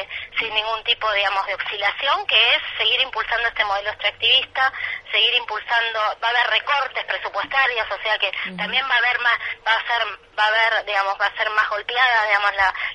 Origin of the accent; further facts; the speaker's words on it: Argentina; como somos argentinos y las argentinas somos en general muy también